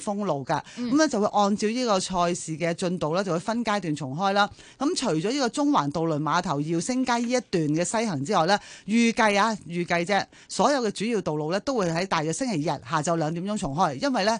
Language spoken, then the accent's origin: Cantonese; Hong Kong; 呢個大型活動對我哋香港人嚟講咧係非常之重要。